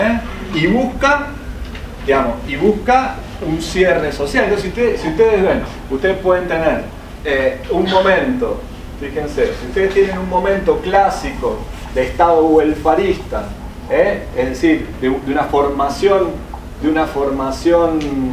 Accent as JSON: {"language": "Spanish", "country": "Argentina", "said": "somos todos argentinos, ¿eh?"}